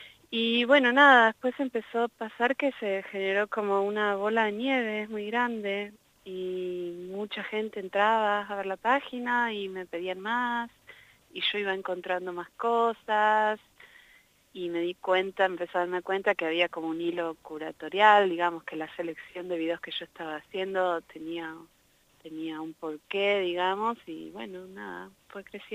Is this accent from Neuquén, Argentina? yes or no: yes; Neuquén, Argentina; Yo no había venido a La Pampa antes, yo soy neuquina, pero no había pasado por aquí.